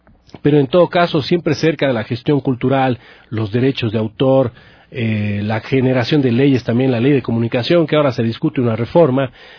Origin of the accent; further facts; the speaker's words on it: Cuenca, Azuay, Ecuador; born there; also born or lived in Paris; now in Quito, Ecuador; Nací en Cuenca en 1971 y resido en la ciudad de Quito desde 1997. Los últimos 2 años y medio como agregado cultural del Ecuador en Francia he estado residiendo en París.